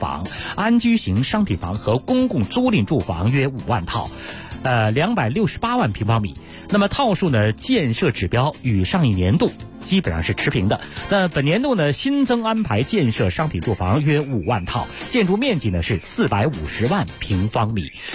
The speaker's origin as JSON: {"language": "Chinese", "region": "Beijing", "country": "China", "tie": "born or raised there", "said": "因为我是老北京人啊，我们原来在胡同里住的都是公安，都是那个房管局的房子。"}